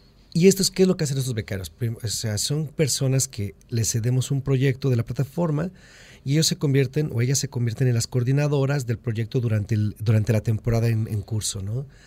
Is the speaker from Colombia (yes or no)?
no; Mexico; Soy mexicano, tengo una simbiosis muy profunda con Estados Unidos, como norteamericanos que somos